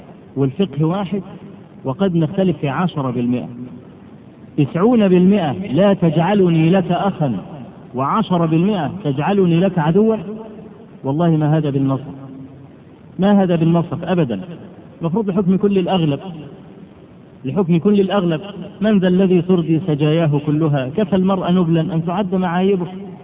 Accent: Egypt; عندنا في مصر الضغط من العوام كبير جدا وكثير

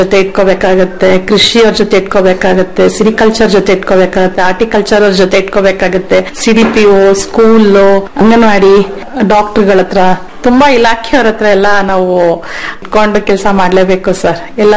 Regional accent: Bengaluru, Karnataka, India; ಹಾ ಸರ್, ನಾನ್ ಮೂಲತಃ ಬೆಂಗಳೂರಳು. ಆಕ್ಚುಲಿ ನಂಗೆ ಹಳ್ಳಿ ಬಗ್ಗೆ ಏನೋ ಒಂದು ನಾಲೆಡ್ಜ್ ಇರ್ಲಿಲ್ಲ. ಫಸ್ಟ್ ಆಫ್ ಆಲ್ ಎಲ್ಲ ಬೆಂಗಳೂರಲ್ಲಿ ಹುಟ್ಟಿ ಬೆಳೆದಿರೋದು.

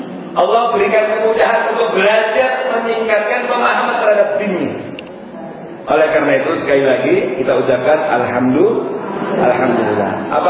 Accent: Gresik, East Java, Indonesia; born there; jadi ya saya lahir di Jawa Timur, Gresik.

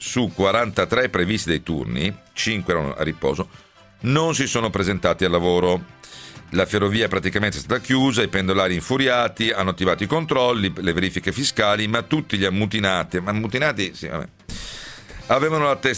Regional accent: Rome, Lazio, Italy; born there; io poi sono nato a Roma, figuratevi.

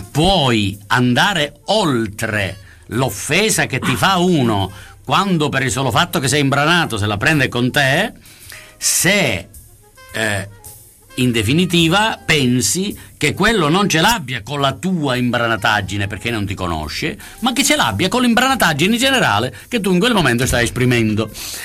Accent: Sicily, Italy; io sono siciliano e potrei diventare un capro espiatorio per il fatto stesso che sono siciliano.

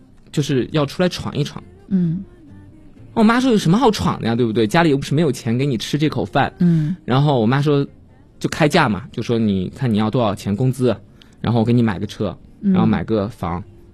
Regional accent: Chengdu, Sichuan, China; also born or lived in Xi'an; 当时因为我们家是成都的，然后我是在成都长大的嘛，可以说成都和西安两个家吧，都有家。

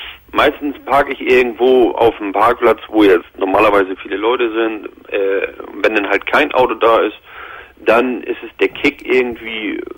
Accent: Hamburg, Germany; ich komme hier aus dem Hamburger Raum.

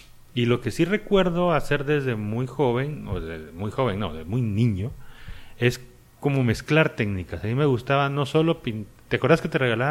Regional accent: Guatemala; moved away as an adult; also born or lived in Santiago, Chile; Yo me fui todos los 90s de Guatemala, estuve viviendo en Sudamérica.

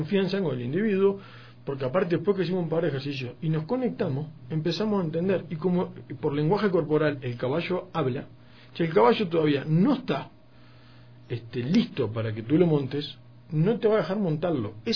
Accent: Uruguay; yo como uruguayo tomo mate

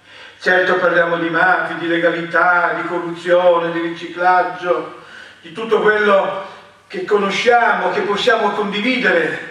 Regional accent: Veneto, Italy; Io sono un veneto

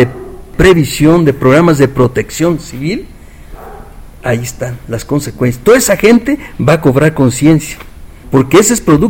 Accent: Michoacán, Mexico; now in Mexico City, Mexico; aunque yo soy provinciano, soy michoacano, pero aquí he forjado mi vida profesional

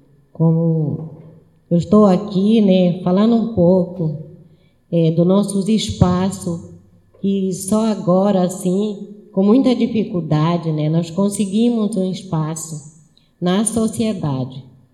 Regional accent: Saracura, Pará, Brazil; Eu vim da comunidade de Saracura e, como não tinha onde eu me alojar, eu fiquei no quilombo do Maicá

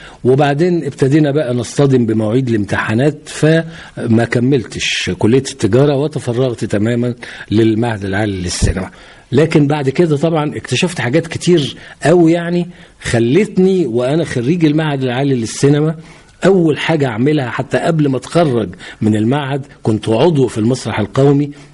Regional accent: Giza, Giza Governorate, Egypt; born there; also born or lived in Cairo; أنا من مواليد الجيزة، أول خط الصعيد، ووالدي الله يرحمه كان من المحلة الكبرى من محافظة الغربية، والدتي الله يرحمها كانت من محافظة المنوفية.

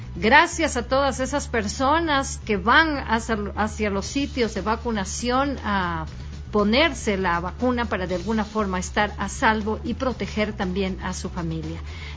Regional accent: Ecuador; nosotros como ecuatorianos debemos sumarnos todos para poder estar bien y vencer a esta pandemia

